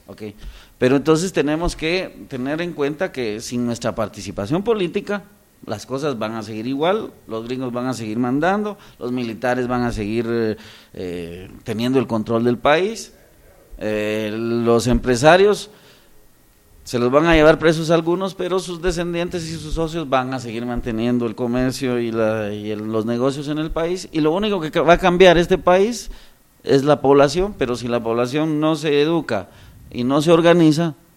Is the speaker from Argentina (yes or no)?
no; Guatemala; como somos los guatemaltecos en estas cosas